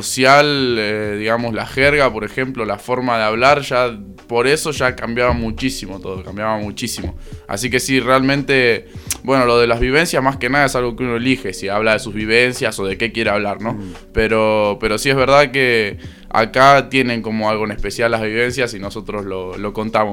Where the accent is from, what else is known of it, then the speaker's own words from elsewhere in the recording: Mar del Plata, Buenos Aires Province, Argentina; born there; now in Córdoba, Argentina; en Mar del Plata, que es donde yo nací en realidad, aunque vivo acá desde los 3 años.